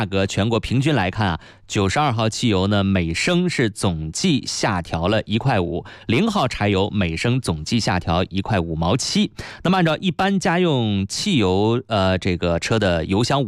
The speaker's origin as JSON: {"language": "Chinese", "region": "Northeast China", "country": "China", "moved": "yes", "lives_now": "Beijing, China", "said": "因为我是东北人啊，从东北来的孩子，就是那东北那种冷的感觉，真的。"}